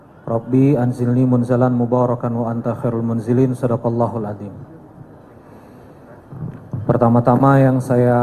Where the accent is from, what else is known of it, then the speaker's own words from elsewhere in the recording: Balikpapan, East Kalimantan, Indonesia; Saya lahir besar di Balikpapan, Kalimantan Timur. Keluarga besar saya Kampung Baru, Gunung Guntur, kebun sayur.